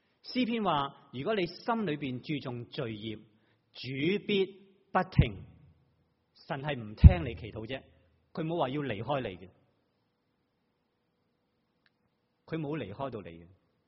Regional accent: Hong Kong; now in Taiwan; 即我自己在台湾，如果有一个香港的上司，我又是香港人，应该或多或少应该方便一点。

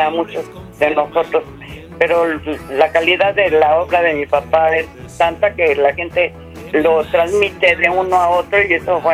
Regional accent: Mexico City, Mexico; born there; yo nací en el Distrito Federal y el día que me muera va a ser Distrito Federal también para mí.

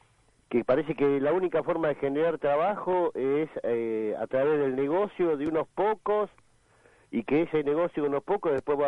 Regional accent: Merlo, Buenos Aires Province, Argentina; Acá, yo soy de Merlo, y acá en la zona oeste, la situación es pavorosa

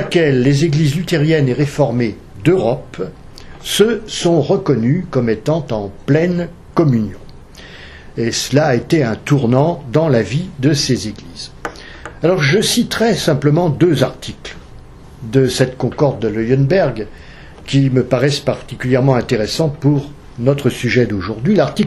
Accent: Grand Est, France; qui est toujours en vigueur chez nous en Alsace et en Moselle

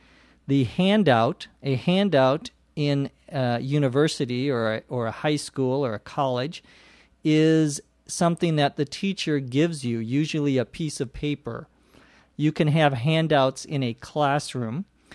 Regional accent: Los Angeles, California, United States; from Los Angeles, California.

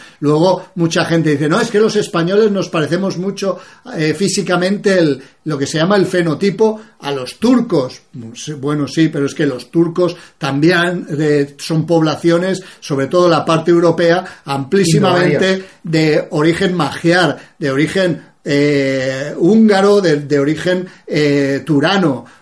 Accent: Iran; una iraní, que también se parecen bastante a nosotros los iraníes.

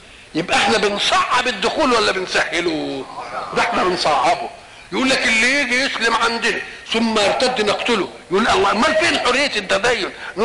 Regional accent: Egypt; مثلا الحضارة التي عندنا في مصر

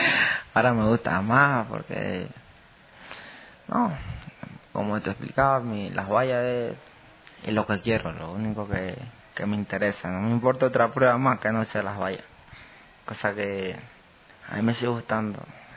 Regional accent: Ecuador; Yo en mi país pienso darle hasta lo último. A ver si conseguimos otra medalla olímpica. Y darle a hacer reconocer el nombre de Ecuador.

